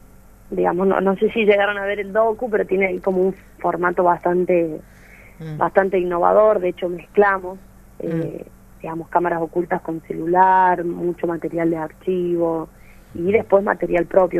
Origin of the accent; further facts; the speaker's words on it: Catamarca, Argentina; Sí, yo soy de Catamarca.